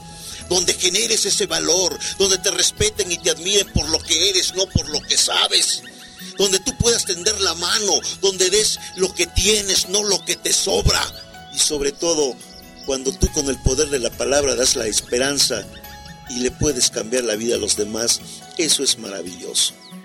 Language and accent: Spanish; Santa María Yautepec, Oaxaca, Mexico; born there; yo nací en Oaxaca, en un pueblo que se llama Santa María Catepec, Yautepec. Mis padres, maestros de profesión, 7 hermanos … segundo de ellos